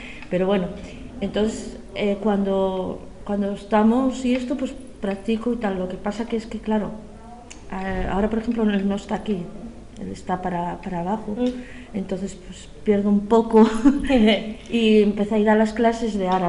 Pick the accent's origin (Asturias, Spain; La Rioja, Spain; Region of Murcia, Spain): Asturias, Spain; Gijón; born there; also born or lived in Málaga / Catalonia / Galicia; Bueno, nací en Gijón, sí.